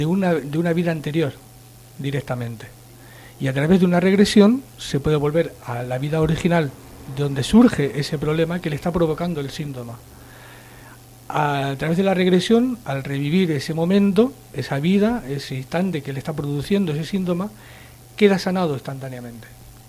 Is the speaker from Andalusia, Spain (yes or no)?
no; Sabadell, Catalonia, Spain; allí en Barcelona, en Sabadell, en realidad, que es de donde soy.